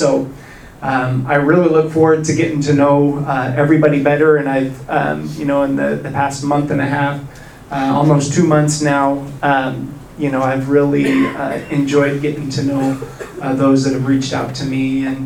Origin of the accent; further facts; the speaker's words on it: Overland Park, Kansas, United States; also born or lived in Blair, Nebraska; We're originally from the Midwest, was born in Blair, Nebraska, which is just north of Omaha. But have spent most of my time in the Kansas City area in Overland Park, Kansas.